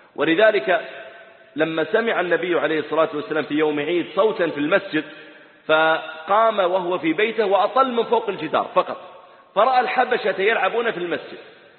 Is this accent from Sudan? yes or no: no; Dammam, Eastern Province, Saudi Arabia; وقد عرفت الإخوة من البحرين قديما، فأنا نشأت في الدمام وولدت فيها